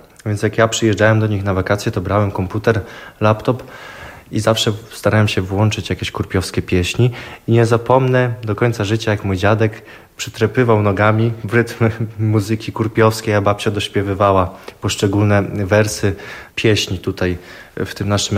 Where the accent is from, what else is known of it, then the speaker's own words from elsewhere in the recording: Masovian Voivodeship, Poland; Pochodzę z … To jest miejscowość Zieś w gminie Mieszaniec. Zieś mała, bo ilu tam nas? 700 osób. No to może i duża.